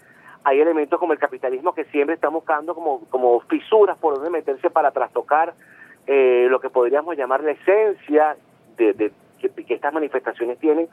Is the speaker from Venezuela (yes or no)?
yes; Venezuela; nos posiciona como los venezolanos, o al menos debe hacerlo, como los venezolanos que merecemos y que queremos ser.